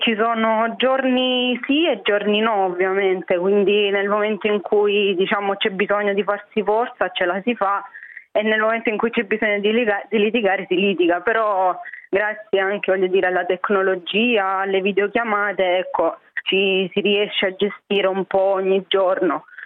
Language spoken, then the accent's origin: Italian; Lecce, Apulia, Italy; vengo da Lecce. Sono a Lecce in questo momento